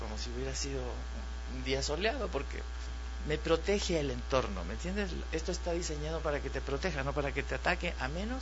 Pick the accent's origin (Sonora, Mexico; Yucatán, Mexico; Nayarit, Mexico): Yucatán, Mexico; also born or lived in Mexico City; now in Puebla, Mexico; Claro, yo soy yucateco chilangado y ahora poblano.